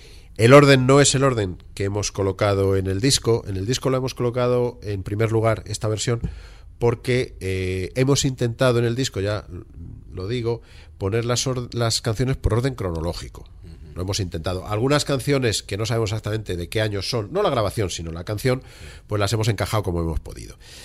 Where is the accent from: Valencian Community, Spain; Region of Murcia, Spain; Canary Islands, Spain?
Valencian Community, Spain; somos valencianos y en pueblos como el mío de 500 habitantes tenemos una banda de música